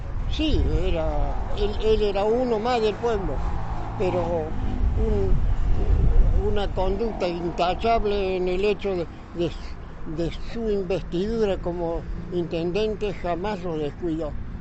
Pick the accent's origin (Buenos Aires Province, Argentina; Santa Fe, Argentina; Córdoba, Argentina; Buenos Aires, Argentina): Córdoba, Argentina; Huerta Grande; born there; Y en Huerta Grande, en realidad. Porque mi papá y mi mamá... mi abuelo fue un prócer en Huerta Grande y había hecho ya una casa acá